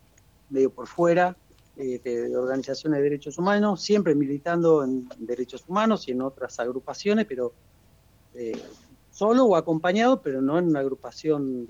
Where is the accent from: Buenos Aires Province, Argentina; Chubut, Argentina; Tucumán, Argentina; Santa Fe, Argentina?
Tucumán, Argentina; que se crió en parte con nosotros en Tucumán, yo soy de Tucumán, como Susi.